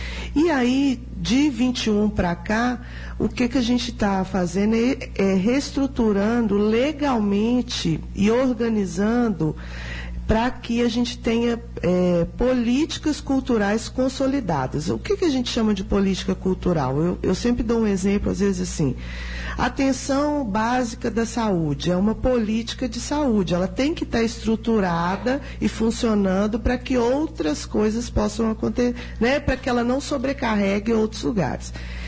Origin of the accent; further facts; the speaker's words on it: Uberlândia, Minas Gerais, Brazil; now in Sete Lagoas, Brazil; Eu sou de Uberlândia.